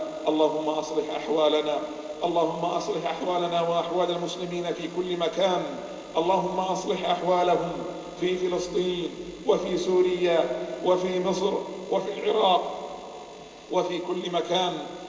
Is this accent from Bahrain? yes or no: yes; Bahrain; اللهم إنا نسألك أن تحفظ بلادنا البحرين